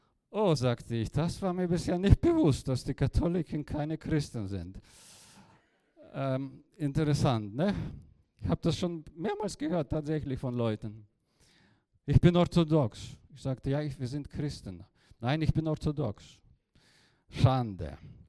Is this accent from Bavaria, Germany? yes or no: yes; Bavaria, Germany; accent: Franconian; ich bin ja auch ein Deutscher, verzeiht mir bitte meinen fränkischen Dialekt hier.